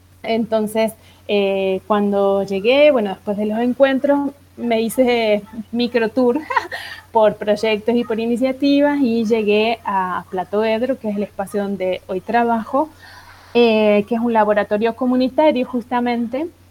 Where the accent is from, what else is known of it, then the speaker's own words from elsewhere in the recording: Argentina; moved away as an adult; also born or lived in Brazil; yo salí de Argentina y me fui a Brasil en el 2002, como en septiembre, y ahí en Brasil, bueno, hice una maestría